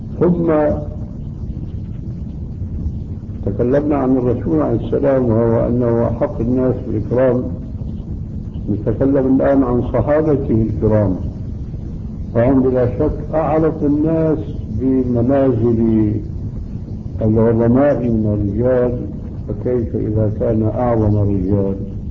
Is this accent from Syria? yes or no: yes; Syria; الصوت معروف ما يسمى بالكرباج عندنا في سوريا